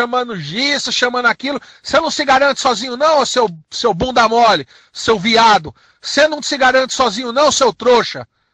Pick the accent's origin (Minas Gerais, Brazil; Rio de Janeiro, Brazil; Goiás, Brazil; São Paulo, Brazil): São Paulo, Brazil; Eu não sou curitibano, não, rapaz. Eu sou é paulista.